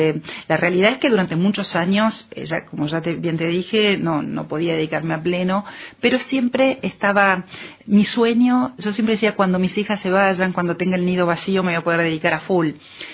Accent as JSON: {"language": "Spanish", "town": "Carlos Casares", "region": "Buenos Aires Province", "country": "Argentina", "tie": "born or raised there", "moved": "as an adult", "said": "Pero mi infancia siempre fue en Carlos Casares. Yo hice mi colegio, mi primaria, mi secundaria en Carlos Casares, hasta que, bueno, como es un pueblo muy chico, no hay universidades"}